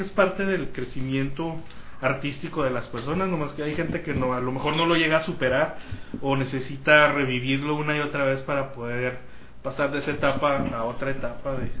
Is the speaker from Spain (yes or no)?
no; Mexico; Y uno como mexicano, como lector de cómics mexicano, está acostumbrado a leer cómics en colores